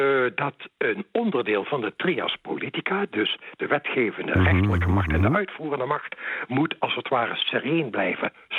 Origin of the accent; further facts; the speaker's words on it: Netherlands; En ik vind zelf als Nederlander zijnde dat jij dat niet uit hoeft te dragen op jouw werk.